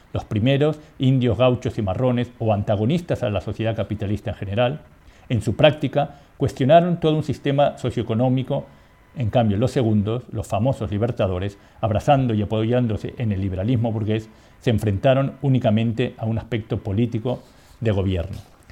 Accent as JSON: {"language": "Spanish", "country": "Uruguay", "tie": "born there", "said": "incluso, como te dije, nací en Uruguay"}